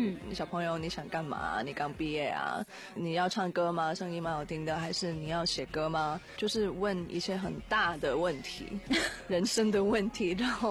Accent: Hong Kong; 对，我是香港人

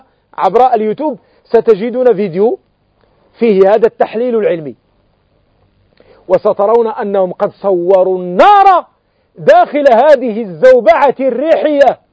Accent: Morocco; وأنتم تعلمون في عندنا في المغرب نعبر بسمايم

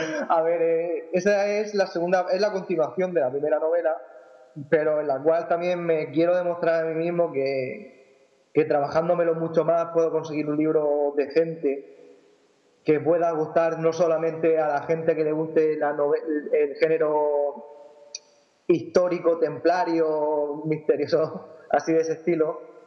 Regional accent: Rafal, Valencian Community, Spain; Pues yo soy de un pequeño pueblo de Alicante, de un pueblo que se llama Rafal. Es un pueblo chiquitito, muy pocos habitantes, tenemos unos 4.500 más o menos, si no me equivoco, por ahí.

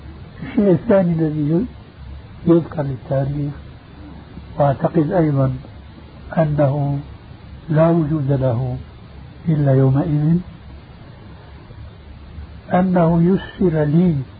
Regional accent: Syria; وبلغت سيرة أيضا يقولون عندنا في الشام

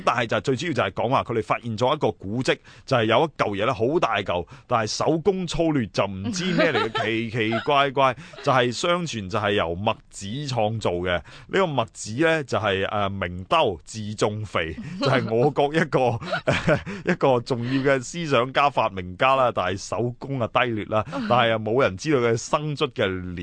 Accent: Hong Kong; 同時亦都喺恥笑緊一啲我哋香港人自己嘅生活，

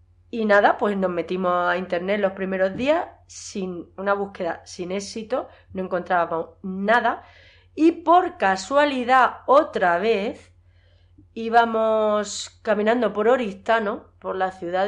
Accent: Yeste, Castilla-La Mancha, Spain; la música tradicional que bailo yo en mi pueblo, las jotas y las malagueñas de la Sierra de Yeste.

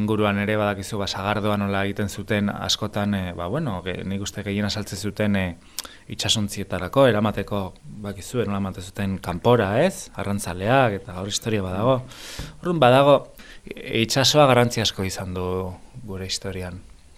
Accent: Basque Country, Spain; nik euskalduna naiz

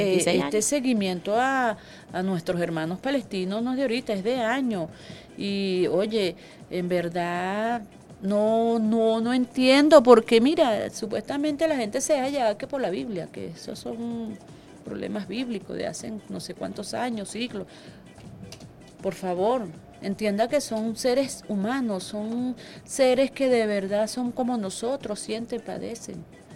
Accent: Venezuela; como somos nosotros los venezolanos unidos

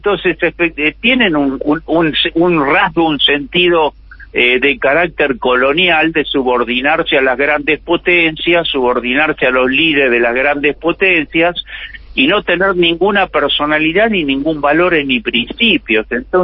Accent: Argentina; Es una tragedia que como argentinos nos tenemos que avergonzar.

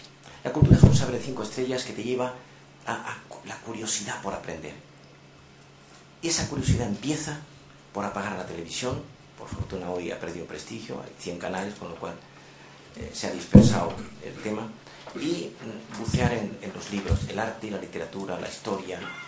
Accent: Andalusia, Spain; Yo soy andaluz, aunque ejerzo poco, pero soy andaluz.

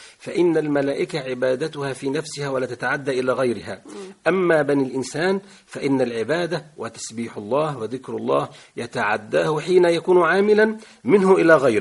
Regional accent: Egypt; كان عندنا في مصر، كانت دعوته في مصر وكان يعمل في مصر

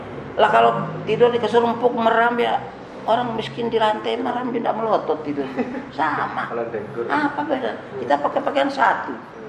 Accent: West Nusa Tenggara, Indonesia; born there; moved away as an adult; now in Lampung, Indonesia; Saya kan dari tahun 66 di sini. Iya. Saya dari Sibujang, dari Sumbawa sana. Saya lahir. Tahun 66 saya masuk sini.

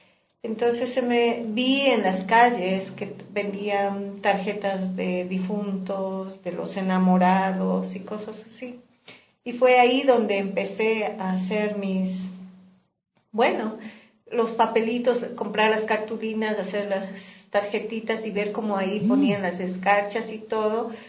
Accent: Ecuador; moved away; also born or lived in Norway; cuando estuve en Noruega, cuando salí de aquí de Ecuador en el 2000

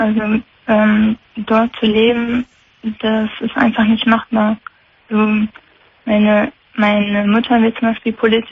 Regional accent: Chechnya, Russia; now in Germany; Ich komme aus Tschetschenien, lebe mittlerweile seit fast 17 Jahren in Deutschland.

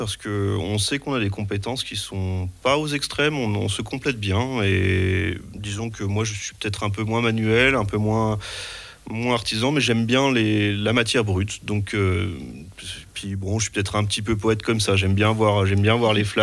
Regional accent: Nancy, Grand Est, France; born there; je suis d'origine polonaise, je suis né à Nancy.

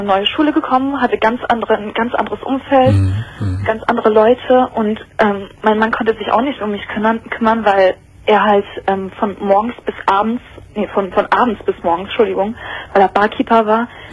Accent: Hamburg, Germany; born there; weil ich aus Hamburg komme. Ich bin gebürtige Hamburgerin.

